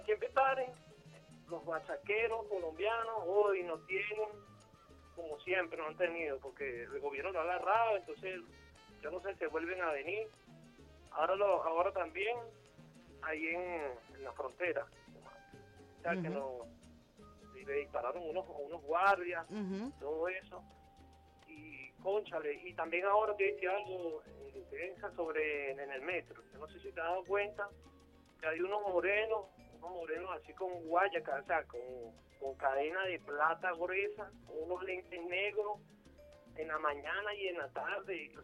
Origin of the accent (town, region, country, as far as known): Venezuela